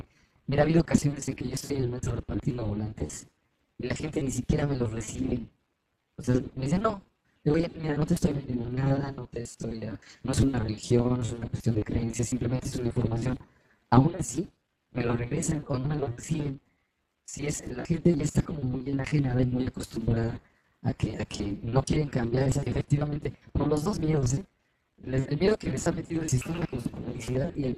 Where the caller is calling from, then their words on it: Atizapán de Zaragoza, State of Mexico, Mexico; Estoy en Atizapán de Zaragoza. Acá estoy en Villas de la Hacienda, en México, en el Estado de México.